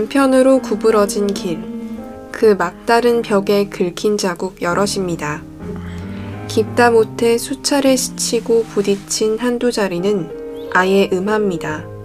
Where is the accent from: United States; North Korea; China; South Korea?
South Korea; Busan; 근데 당황하면 부산 사람이니까. 왜냐면 전 정말 부산 사람이기 때문에.